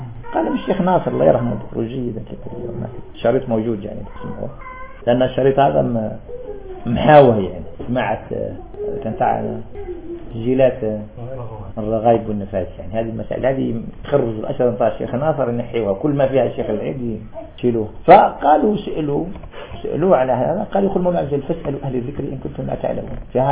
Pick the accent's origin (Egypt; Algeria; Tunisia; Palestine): Algeria; قول طالب علم في عندنا في الجزائر